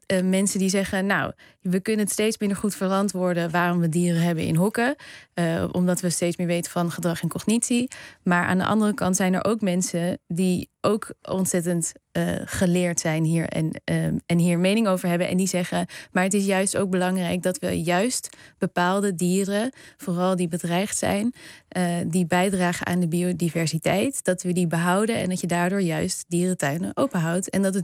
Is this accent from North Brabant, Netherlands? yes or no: no; Arnhem, Gelderland, Netherlands; Ik kom uit Arnhem, dus ik ging altijd